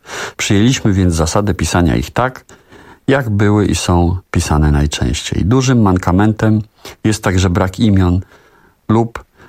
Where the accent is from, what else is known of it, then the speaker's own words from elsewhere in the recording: Warsaw, Masovian Voivodeship, Poland; Pochodzę bowiem z warszawskiego Czerniakowa. Wychowałem się w jego atmosferze